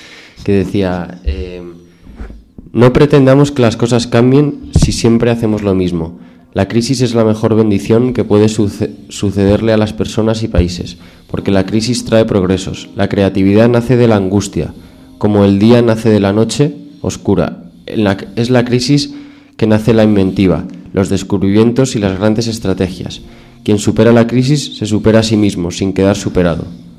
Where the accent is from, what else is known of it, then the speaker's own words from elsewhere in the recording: Spain; cómo somos también los españoles, ¿no?